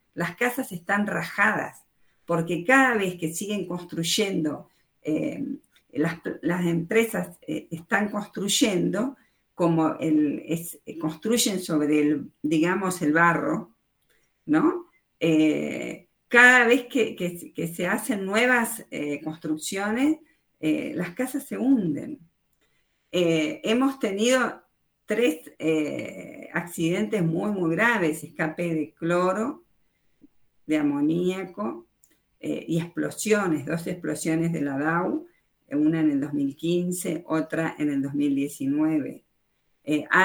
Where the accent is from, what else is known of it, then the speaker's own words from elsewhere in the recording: Argentina; Lamentablemente no lo veo como Argentina. Ahora, nosotros exportamos petróleo desde Puerto Rosales a Estados Unidos.